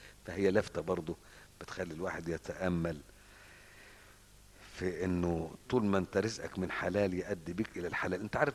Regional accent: Egypt; بتحصل الحاجات دي في الأرياف عندنا في مصر ساعات

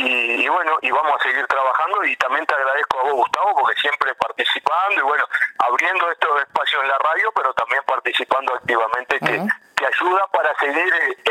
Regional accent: Uruguay; nos llena de gratitud como uruguayo

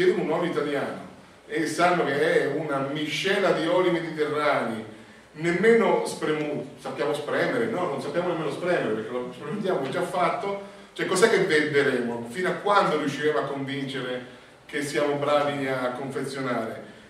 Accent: Umbria, Italy; Io sono umbro, produzione di olio

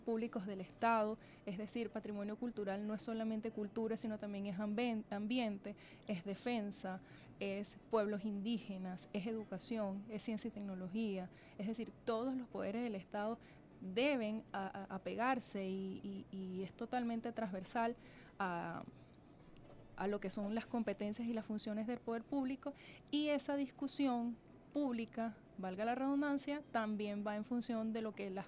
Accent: Venezuela; lo que somos como venezolanos.

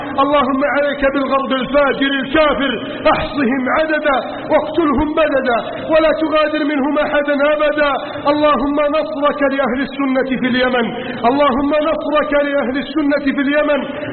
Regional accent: Egypt

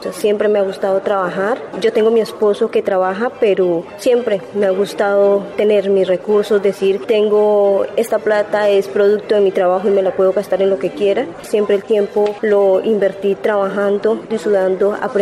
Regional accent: Popayán, Cauca, Colombia; Soy la segunda hija de 8 hermanos. Vivimos en la ciudad de Popayán, soy de Popayán.

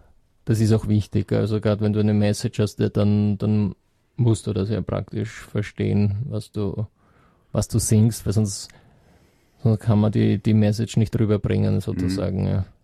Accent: Korneuburg, Lower Austria, Austria; Also ich bin aus Niederösterreich. Aus Korneuburg.

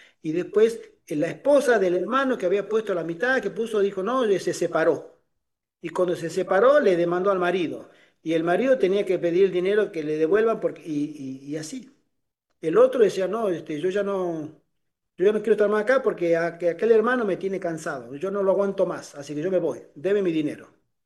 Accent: Tucumán, Argentina; born there; había buscado una propiedad en la provincia donde yo nací, de servidor, en Tucumán

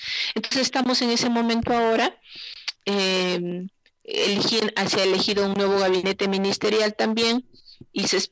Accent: Cajamarca, Peru; de acá de Cajamarca, de donde yo soy

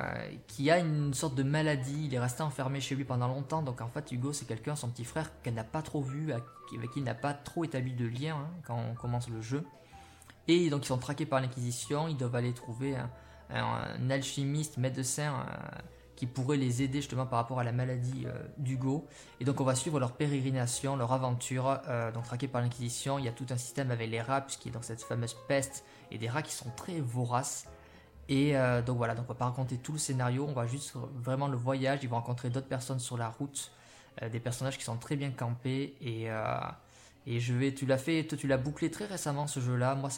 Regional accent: Bayonne, Nouvelle-Aquitaine, France; on est originaire du côté de Bayonne, tous les deux. Et donc c'est en Aquitaine.

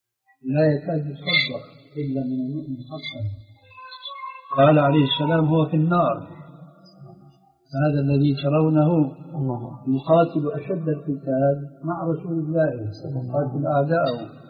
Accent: Syria; هذا معروف عندكم عندنا في سوريا

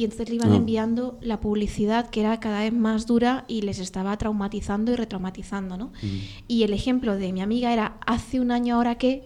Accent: Castilla-La Mancha, Spain; Porque yo soy manchega, Y nuestra cultura de la muerte es bastante potente.

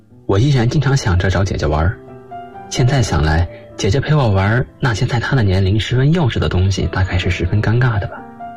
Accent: Qiqihar, Heilongjiang, China; now in Nanjing, China; 我来自黑龙江省齐齐哈尔市，现在在南京大学，距离我的家乡1843公里

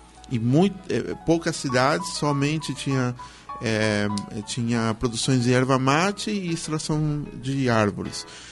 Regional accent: Minga Guazú, Alto Paraná, Paraguay; also born or lived in Asunción; Na verdade, eu nasci em Assunção, porém eu vivi a vida toda em Mingaguaçu

